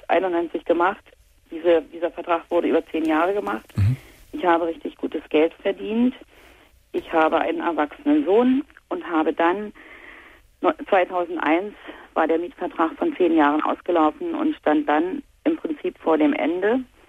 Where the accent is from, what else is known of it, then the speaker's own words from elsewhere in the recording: East Germany, Germany; ich komme aus dem Osten und zu der Zeit sind ja hier im Osten Kaufhäuser aus dem Boden geschossen